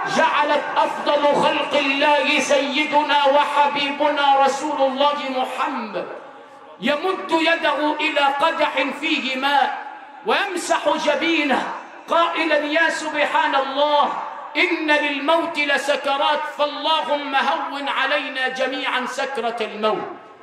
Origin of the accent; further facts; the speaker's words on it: Sharqia Governorate, Egypt; انا مش من كوكب زحل، انا ابن الشرقيه بس لفتها شرق وغرب